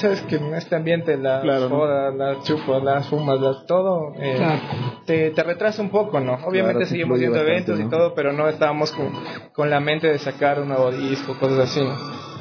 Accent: Quito, Pichincha, Ecuador; por eso soy de la Vicentina.

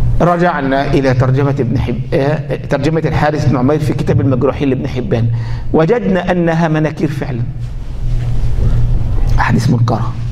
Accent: Egypt; ما هو الجماعه دي عندنا في مصر

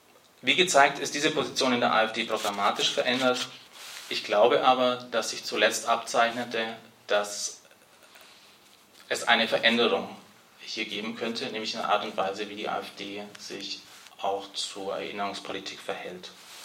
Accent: Bavaria, Germany; Ich bin in Bayern auf dem Dorf aufgewachsen

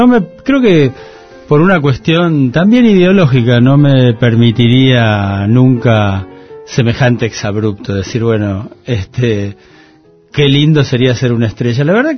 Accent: Argentina; porque soy argentino y soy periodista

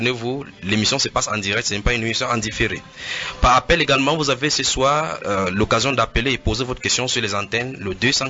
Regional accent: Douala, Littoral, Cameroon; depuis je viens de Douala au Cameroun, et je suis sur vos antennes dans votre ville aujourd'hui.

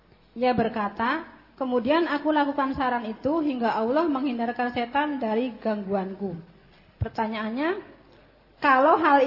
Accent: West Java, Indonesia; Jawa Barat

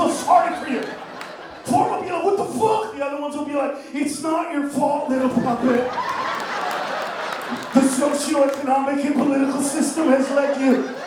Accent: Los Angeles, California, United States; Because I grew up in the Maravilla Projects, but my brother lives right up the hill.

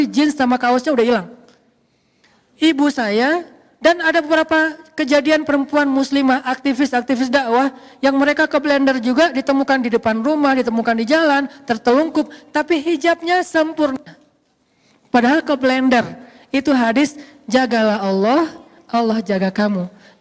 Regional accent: Aceh, Indonesia; moved away; also born or lived in Egypt; Tsunami di kampung saya di Aceh dulu. Alhamdulillah, sejak saya pergi ke Mesir

